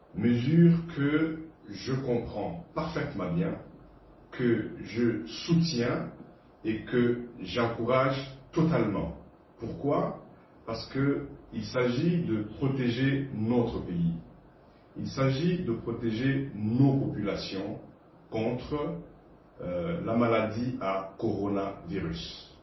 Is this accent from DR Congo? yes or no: yes; DR Congo; l'Université de Mbujimayi au Kasaï oriental chez nous au Congo. Je suis actuellement en mission humanitaire à Bamako, au Mali